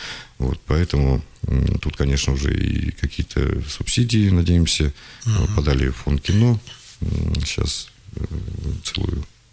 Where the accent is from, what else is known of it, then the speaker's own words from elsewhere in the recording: Krasnoyarsk, Krasnoyarsk Krai, Russia; так как мы сами из Красноярска